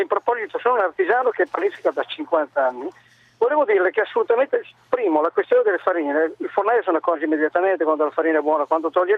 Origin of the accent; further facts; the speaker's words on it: Castelnuovo di Sotto, Emilia-Romagna, Italy; io sono di Reggio Emilia, Castelnuovo sotto Reggio Emilia